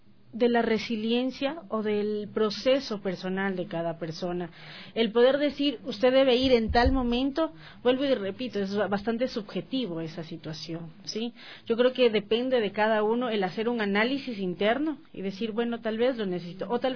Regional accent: Ecuador; Nosotros como ecuatorianos tenemos más la idiosincrasia de necesitar más

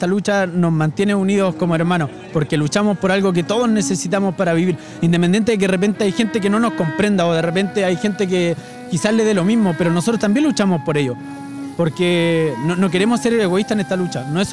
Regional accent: Chile; Nos pertenecen a todos los chilenos y somos todos los chilenos los que tenemos que disfrutarlo.

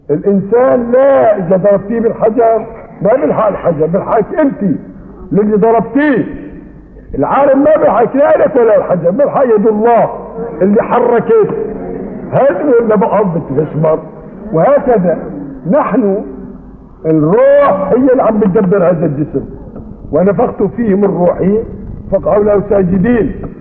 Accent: Aleppo, Aleppo Governorate, Syria; هي عندنا في حلب وجدت من زمان مو من جديد.

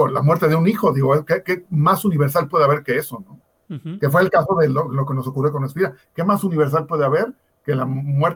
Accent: Mexico; dentro de nuestra cultura como mexicanos, pues ya existe.

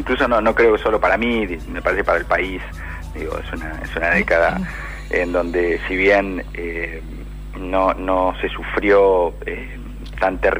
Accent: Mar del Plata, Buenos Aires Province, Argentina; yo soy de Mar del Plata, íbamos a mirar cómo surfeaban nuestros amigos

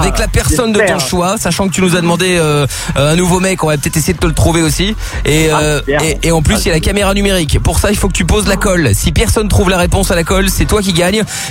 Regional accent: Belgium; Tof et moi, on est belges.

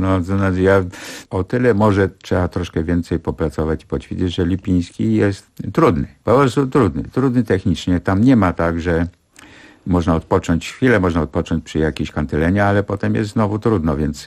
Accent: Gdańsk, Pomeranian Voivodeship, Poland; ja cały czas czuję się gdańszczaninem. W końcu w Gdańsku się urodziłem, w Gdańsku się wykształciłem. Do Gdańska regularnie przyjeżdżam.

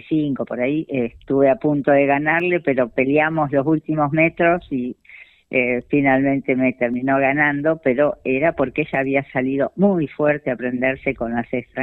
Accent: Pehuajó, Buenos Aires Province, Argentina; yo comencé muy de chiquita en Pehuajó a los 7 años

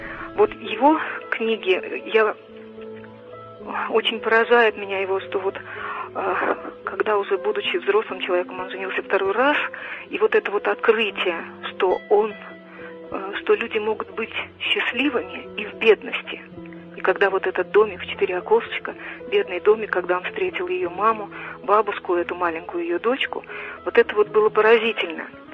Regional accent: Moscow, Russia; я много жила в деревне. Сама я москвичка, родители у меня москвичи

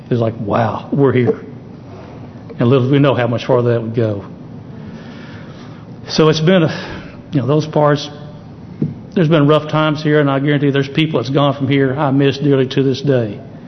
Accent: Springdale, United States; also born or lived in El Segundo, California; And I grew up around Springdale pretty much. I was born in California, out in El Segundo, but ended up in Springdale. So I knew everybody in town.

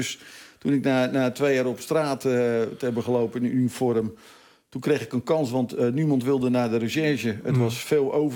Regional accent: Vlaardingen, South Holland, Netherlands; Ik ben geboren en getogen in Vlaardingen, onder de rook van Rotterdam.

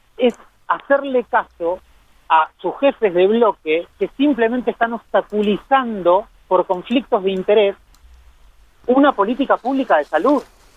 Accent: Santa Rosa, La Pampa, Argentina; Yo les envío un saludo a toda mi ciudad. Como saben, soy de Santa Rosa

